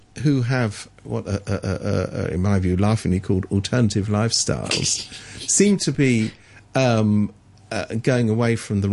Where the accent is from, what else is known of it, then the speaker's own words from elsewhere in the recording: England, United Kingdom; I was brought up in England